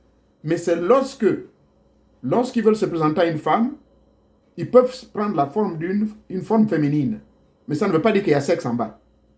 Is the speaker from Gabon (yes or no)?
yes; Gabon; Chez moi, au Gabon, c'est pareil.